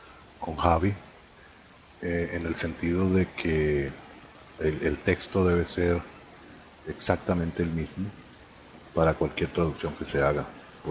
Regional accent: Venezuela; yo soy venezolano también.

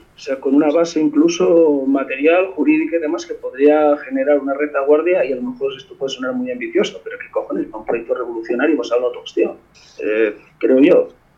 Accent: Asturias, Spain; A ver, yo soy de Asturias, y en Asturias teníamos uno

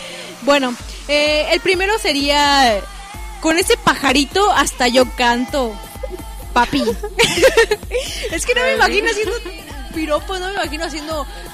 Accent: Mexico; No, porque aquí en México es como... Es como lo... ¿Cómo se puede decir? Como cultura mexicana.

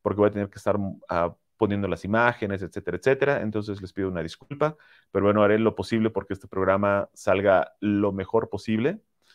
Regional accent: Cancún, Quintana Roo, Mexico; yo soy originalmente de Cancún, toda mi familia continúa viviendo en Cancún y yo los voy a visitar normalmente cada fin de año, diciembre y enero.

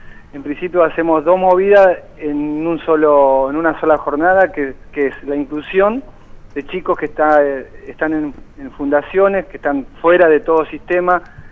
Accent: Espinillo, Formosa, Argentina; esto fue un poquito ayudar a mi provincia o directamente a mi pueblo, allá en Espinillo Formosa

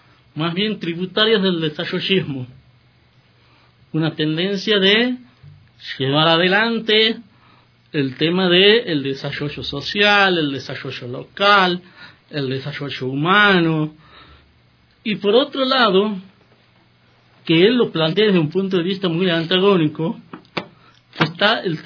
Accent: Argentina; Por ejemplo, en mi país, en Argentina, en la década de los 90, era un gobierno muy liberal

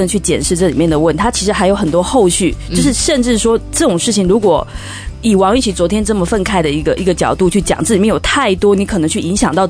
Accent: Taiwan; 我觉得作为一个台湾人就是特别无力

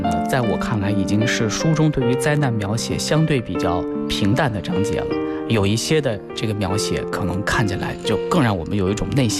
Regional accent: Gansu, China; 也包括咱俩的家乡。你是陕西人，我是甘肃人，

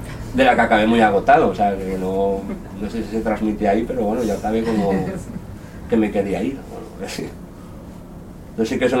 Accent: Godella, Valencian Community, Spain; Yo soy de Godella, un pueblo de Valencia, ¿no?

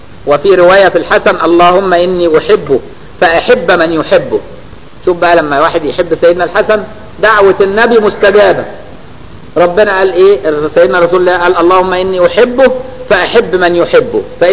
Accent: Egypt; شعب غريب، الشعب المصري ده شعب غريب. مش بقول كده عشان أنا مصري

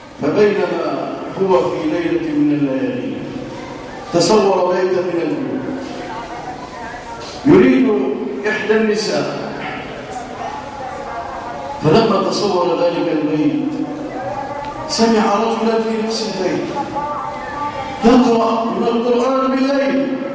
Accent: Egypt

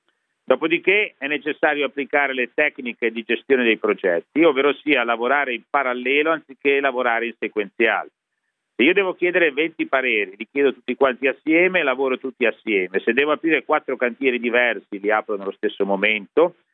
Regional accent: Genoa, Liguria, Italy; E siccome sono di Genova, le do un paragone.

